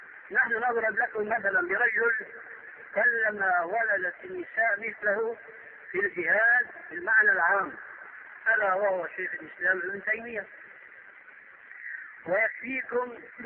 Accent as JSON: {"language": "Arabic", "country": "Syria", "said": "عندنا في سوريا كان شاهد قصة رجل في الحرب"}